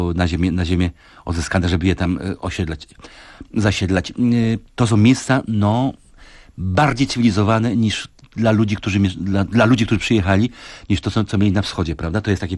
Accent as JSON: {"language": "Polish", "town": "Kraków", "region": "Lesser Poland", "country": "Poland", "tie": "born or raised there", "said": "Ja to pamiętam jako krakowianin ze swojego dzieciństwa"}